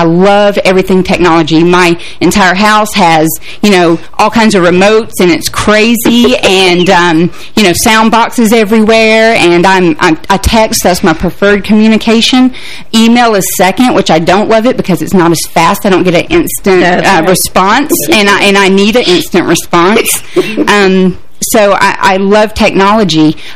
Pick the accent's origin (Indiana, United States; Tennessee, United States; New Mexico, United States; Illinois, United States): Tennessee, United States; Oak Ridge; I'm from Oak Ridge, Tennessee, which was the city that was it was developed for the assembly of the atom bomb, and my city was full of engineers and nuclear scientists